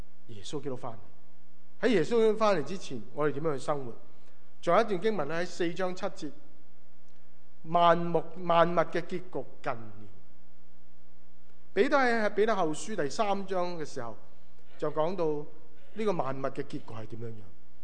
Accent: Hong Kong; moved away as an adult; also born or lived in Hawaii, United States; 对我来说，我香港出生长大，下一站我去了哪呢？夏威夷

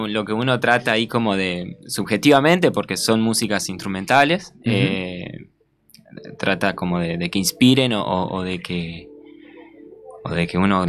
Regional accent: Concordia, Entre Ríos, Argentina; yo soy de Concordia, Entre Ríos, justamente. Ahí estaríamos en la costa del río Uruguay.

